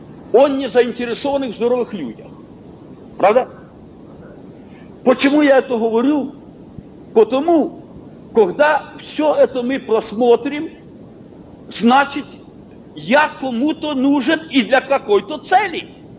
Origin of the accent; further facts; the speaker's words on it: Kharkiv, Kharkiv Oblast, Ukraine; мы родом с Харькова, люди были рабочие